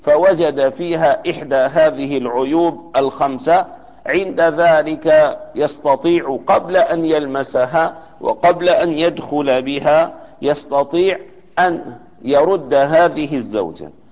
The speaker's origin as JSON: {"language": "Arabic", "town": "Damascus", "region": "Damascus Governorate", "country": "Syria", "said": "وعندنا في دمشق توجد مشفى خاصة لهؤلاء الناس"}